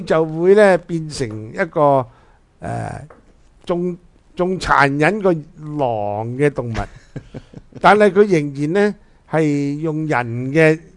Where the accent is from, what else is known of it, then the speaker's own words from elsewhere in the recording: China; 我哋中国人咧就讲豺狼